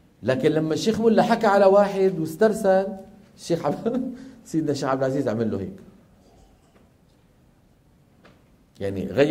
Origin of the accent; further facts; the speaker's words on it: Damascus, Damascus Governorate, Syria; لما ينزل إلى دمشق اللي هي مدينتي أنا